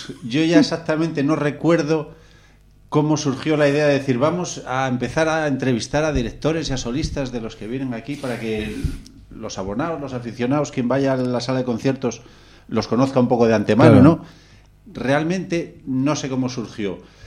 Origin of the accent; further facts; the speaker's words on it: León, Castile and León, Spain; Yo soy de León, nacido en León.